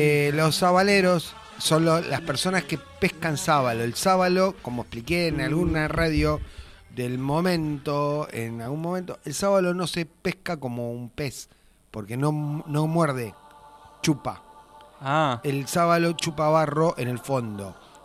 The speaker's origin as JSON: {"language": "Spanish", "town": "Paso de la Patria", "region": "Corrientes", "country": "Argentina", "tie": "born or raised there", "said": "En mi pueblo, que se llamaba Paso de la Patria"}